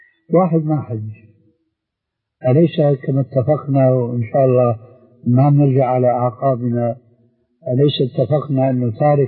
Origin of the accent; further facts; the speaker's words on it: Syria; حتى يصير اللهي كما يقولون عندنا في الشام